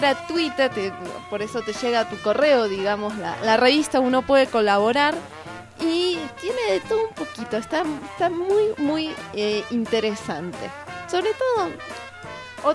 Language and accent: Spanish; Argentina; Se pegan hasta con boligoma, diríamos, en mi país. Que solamente la gente argentina me acaba de entender.